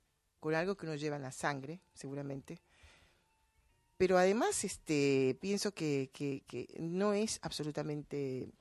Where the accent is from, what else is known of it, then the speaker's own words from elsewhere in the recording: Costa Rica; Lo mismo si vas a Centroamérica, que es de donde yo soy también